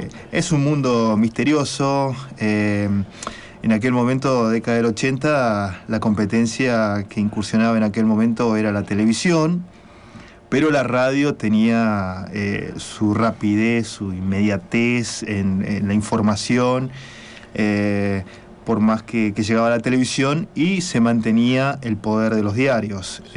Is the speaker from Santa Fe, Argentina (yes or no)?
no; San Miguel de Tucumán, Tucumán, Argentina; born there; Nací en Tucumán, en la capital, y en aquel momento, mediados de la década del 80